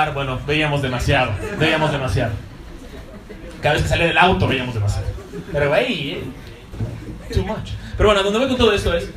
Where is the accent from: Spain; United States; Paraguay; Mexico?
Mexico; Cancún, Quintana Roo; Soy de Cancún, yo puedo reconocer un bikini muy rápidamente.